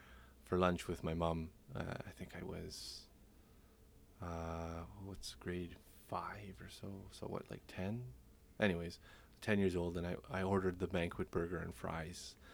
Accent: Toronto, Ontario, Canada; I'm from Toronto, Ontario, and the story's also from Toronto, Ontario.

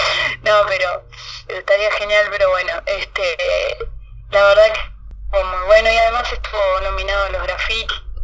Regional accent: Tarariras, Colonia, Uruguay; Yo soy de Tarariras y bueno, por allá siempre se escuchó mucho rock argentino

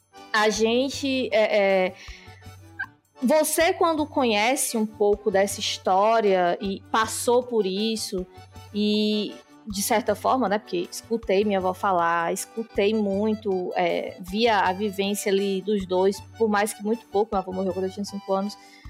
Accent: Ceará, Brazil; eu sou neta de um casal de avós nordestinos e eu sou nordestina, gente.

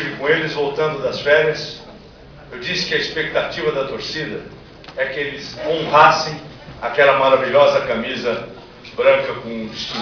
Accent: São Paulo, Brazil; Identificação havia com essa cidade da Baixada, de onde venho, onde nasci

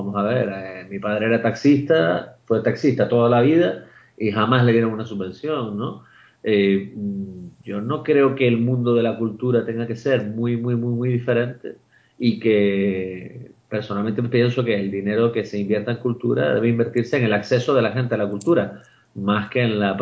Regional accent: Canary Islands, Spain; es una alegría inmensa como canario el que este proyecto esté recibiendo ya esta acogida a nivel internacional.

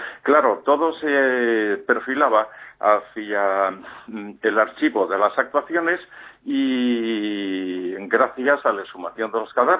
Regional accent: Spain; moved away as an adult; Ya he vivido un año en Londres, me fui muy joven de España, no soportando, en fin, ciertas cicatrices.

